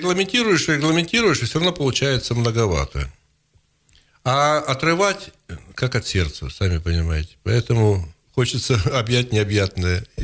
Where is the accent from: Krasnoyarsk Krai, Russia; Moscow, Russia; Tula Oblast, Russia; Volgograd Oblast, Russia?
Krasnoyarsk Krai, Russia; Yeniseysk; also born or lived in Uzbekistan; Поскольку я родом из Сибири, я вообще енисейский. Я в Енисейске родился, в Подтесово родился, Енисейского района. И я живу, так сказать, все время в Сибири, там, за исключением 8 лет